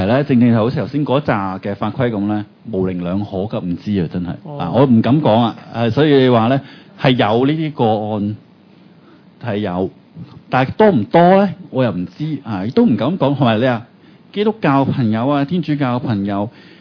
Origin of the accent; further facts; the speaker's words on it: Hong Kong; 我哋香港人移民咗外國，係咪都想翻去探下自己屋企人咯